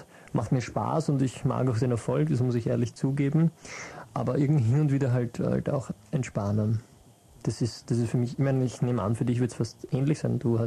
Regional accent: Mödling, Lower Austria, Austria; Ich bin in Brunn am Gebüsch nicht aufgewachsen, aber ich kenne es vom Durchfahren. Ich bin in Mödling, also am Rand von Mödling

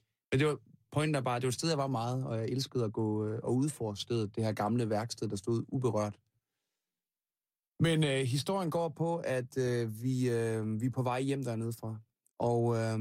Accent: Langholt, North Denmark Region, Denmark; Af min barndomsby. Det var en lille by, der hed Langholt

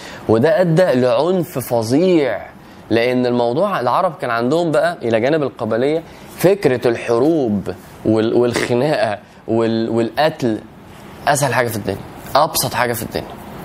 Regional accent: Egypt; مش زي ما احنا دلوقتي البلد ومصر وانا مصري

